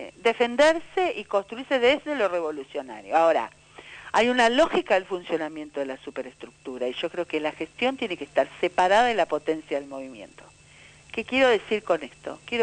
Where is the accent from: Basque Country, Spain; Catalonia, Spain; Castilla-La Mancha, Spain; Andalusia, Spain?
Basque Country, Spain; nosotros venimos de Euskal Herria, del País Vasco